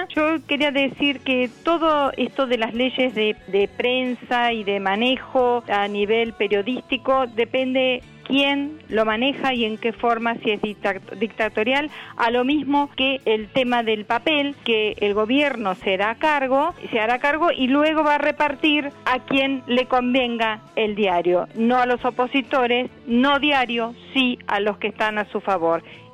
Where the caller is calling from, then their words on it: Belgrano, Buenos Aires, Argentina; de Belgrano y mi número termina en 900.